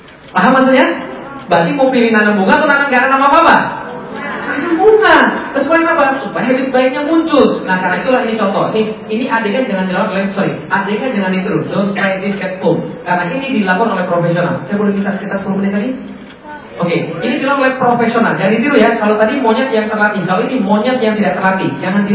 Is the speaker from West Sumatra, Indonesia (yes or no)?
no; Palembang, South Sumatra, Indonesia; Saya orang Palembang, ngomong pakai bahasa Palembang.